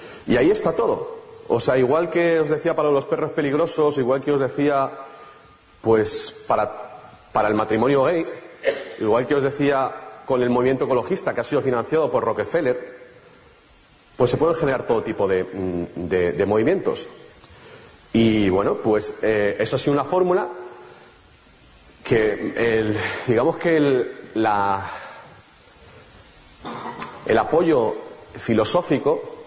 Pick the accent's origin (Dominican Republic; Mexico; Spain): Spain; nosotros como españoles nos llega especialmente